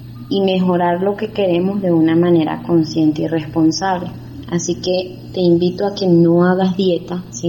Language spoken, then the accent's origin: Spanish; Venezuela; now in Colombia; soy venezolana y vivo actualmente en Colombia.